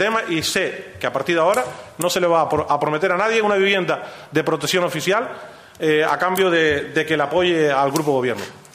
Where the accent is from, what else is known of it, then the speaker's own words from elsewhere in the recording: Ingenio, Canary Islands, Spain; born there; soy canario, no nací en Lanzarote, nací en Gran Canaria, municipio de Ingenio, padres de Valsequillo, mi padre de Valsequillo, mi madre de Agüime.